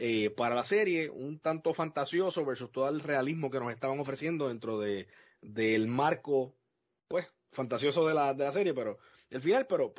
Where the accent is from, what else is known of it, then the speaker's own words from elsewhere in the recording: Puerto Rico; nosotros somos de Puerto Rico, pero nuestra comunidad es internacional